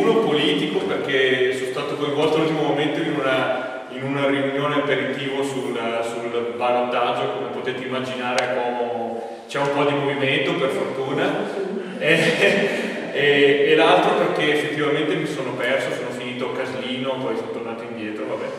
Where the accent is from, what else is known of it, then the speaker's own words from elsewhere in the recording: Verona, Veneto, Italy; now in Como, Italy; sono originario di Verona, quindi anche questo è uno dei motivi per cui mi sono perso a Caldorago